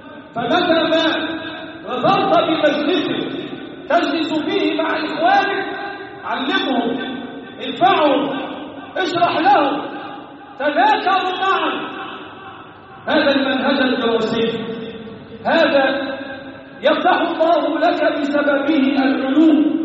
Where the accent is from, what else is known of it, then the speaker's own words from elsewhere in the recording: Egypt; اللهم احفظ بلدنا مصر وسائر بلاد المسلمين.